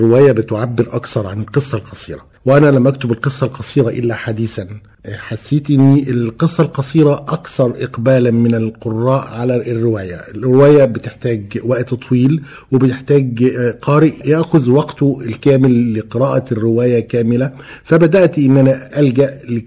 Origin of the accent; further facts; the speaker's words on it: Tukh, Egypt; الصبا والطفولة اللي عشته داخل قريتي طوخ في محافظتنا.